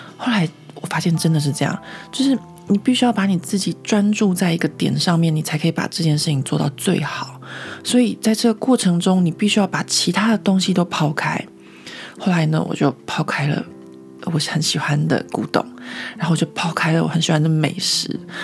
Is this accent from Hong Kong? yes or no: no; Taiwan; now in France; 我们台湾人都会这样想嘛。